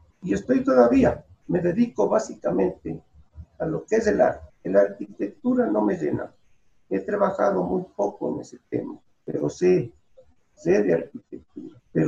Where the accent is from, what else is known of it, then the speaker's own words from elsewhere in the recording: Manabí, Ecuador; Yo soy de origen manabita. Allí crecí, estuve hasta la escuela.